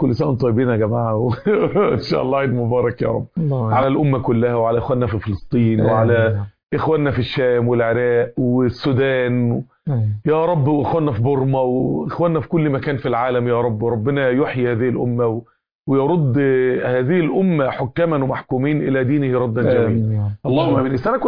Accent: Mansoura, Dakahlia, Egypt; من أنجح الشركات عندنا في المنصورة

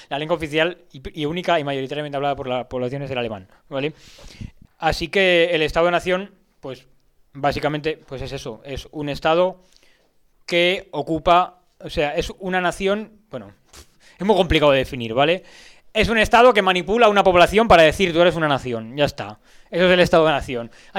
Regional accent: Community of Madrid, Spain; yo soy de la Comunidad de Madrid, yo nací en la Comunidad de Madrid

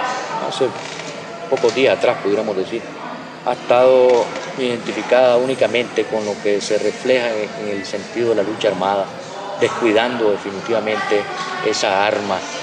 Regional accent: Nicaragua; como nicaragüenses nosotros mantenemos la tesis de que tenemos que admitir a todo aquel que quiera regresar a Nicaragua

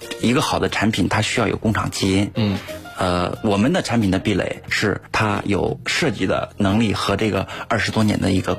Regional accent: Beijing, China

